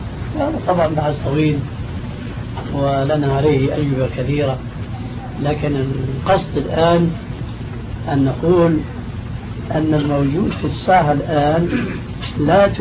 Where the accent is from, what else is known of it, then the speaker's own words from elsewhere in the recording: Syria; كما يقولون عندنا في سوريا